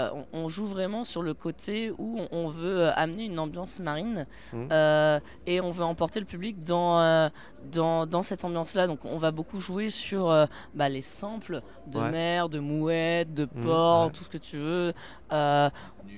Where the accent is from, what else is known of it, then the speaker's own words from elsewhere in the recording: Paris, Île-de-France, France; Je suis parisienne.